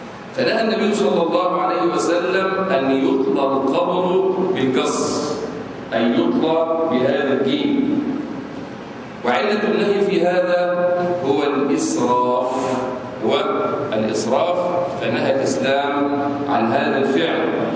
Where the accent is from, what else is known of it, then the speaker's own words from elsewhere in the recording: Egypt; أما نحن في بلادنا مصر فعندنا حجر وليس عندنا مقابر